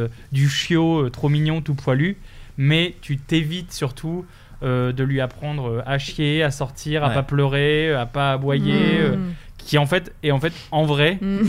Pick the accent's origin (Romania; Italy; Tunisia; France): France; Lille, Hauts-de-France; on avait ramené en France, à Lille où j'habitais.